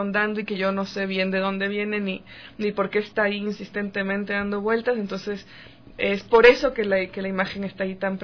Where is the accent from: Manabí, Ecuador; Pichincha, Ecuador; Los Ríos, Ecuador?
Pichincha, Ecuador; Quito; also born or lived in Guayaquil; Y con mi madre y mi hermana nos vinimos a Quito cuando yo tenía 8 años. O sea, crecí acá, soy totalmente quiteña de corazón.